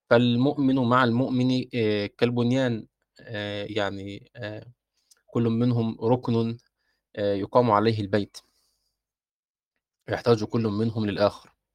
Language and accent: Arabic; Egypt; يعني إحنا ممكن عندنا في مصر نقول صبيان بالضم هكذا،